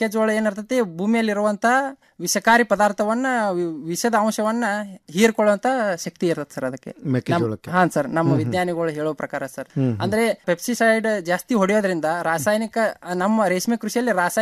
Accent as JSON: {"language": "Kannada", "town": "Hirur", "region": "Karnataka", "country": "India", "said": "ನಮ್ಮ ಬೆಳಗಾವಿ ಜಿಲ್ಲೆಯ ಸವದತ್ತಿ ತಾಲೂಕಿನ ಹಿರೂರು ಗ್ರಾಮ ಸರ್."}